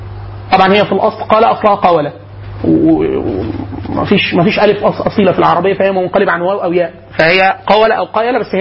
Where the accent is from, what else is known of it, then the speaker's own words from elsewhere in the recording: Sohag Governorate, Egypt; انا اصلا من سوهاج